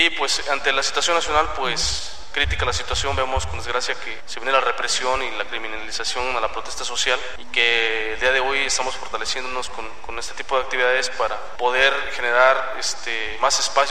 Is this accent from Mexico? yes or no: yes; San Andrés Yutatigo, Oaxaca, Mexico; venimos de Ocupan de León. Yo soy originario de una localidad que se llama San Andrés Yutatigo, perteneciente al municipio de Tezhuatlán de Segura y Luna.